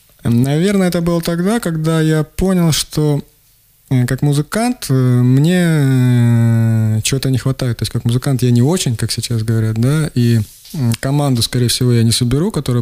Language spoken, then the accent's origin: Russian; Rostov Oblast, Russia; also born or lived in Kurgan-Tyube, Tajikistan; Родом я из Курган-Тюбе, вот, я вырос в Ростовской области в деревне, я учился в Ростове и год там работал, то есть, я не знаю, откуда я родом, так, честно.